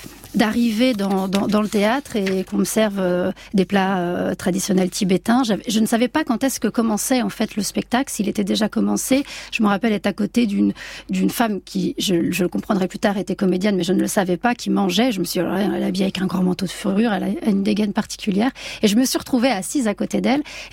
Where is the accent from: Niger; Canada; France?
France; south of France; moi, je viens donc du sud de la France. Enfin, j'ai grandi à partir de mes 11 ans là-bas